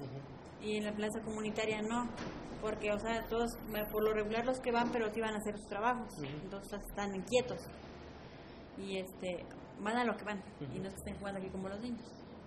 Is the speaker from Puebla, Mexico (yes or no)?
yes; Puebla, Mexico; No, desde que nací aquí en mi pueblo.